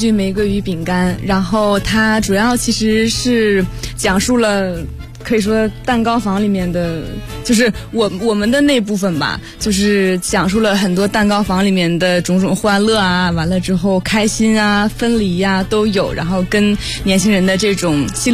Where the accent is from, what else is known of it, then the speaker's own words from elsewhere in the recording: Australia; 我上高中，我们是女校，我在澳大利亚嘛，从小是在那边长大的，对，然后我当时学的